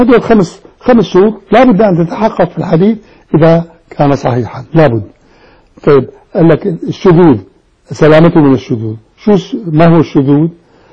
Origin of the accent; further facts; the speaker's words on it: Damascus, Damascus Governorate, Syria; سكن عندنا في دمشق